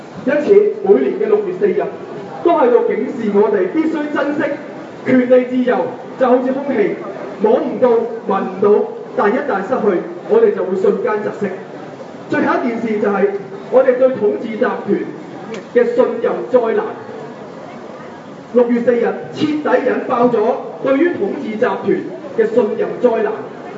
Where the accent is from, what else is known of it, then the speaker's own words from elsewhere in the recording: Macau; 此時此刻我嚟呢度唔係因為我係澳門人，唔係因為我係中國人，而係因為我係一個人。